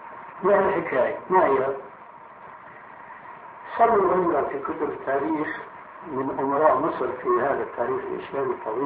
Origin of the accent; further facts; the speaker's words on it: Syria; كما يقولون عندنا في الشام